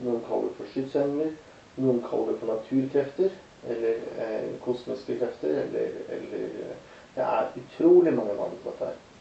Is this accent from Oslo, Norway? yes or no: yes; Oslo, Norway; Og jeg har vokst opp i Oslo.